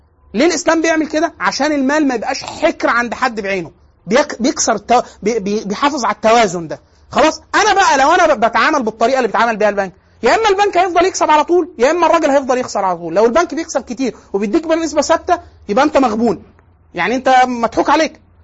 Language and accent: Arabic; Egypt; زي اللي عندنا في دمياط في مصر